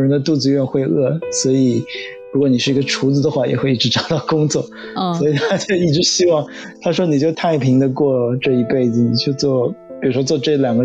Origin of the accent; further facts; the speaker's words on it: Shanghai, China; 即便是我来自于上海非常怎么讲 privilege 非常有特权的这个城市，